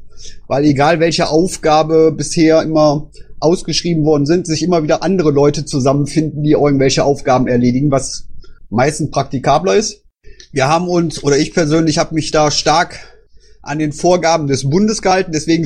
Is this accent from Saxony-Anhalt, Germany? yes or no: no; Düsseldorf, North Rhine-Westphalia, Germany; ob wir als Düsseldorfer das halt machen wollten